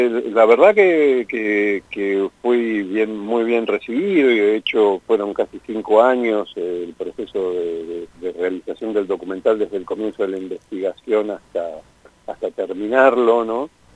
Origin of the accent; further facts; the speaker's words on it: Villa Gesell, Buenos Aires Province, Argentina; yo vivo en Villa Gesell, soy de Gesell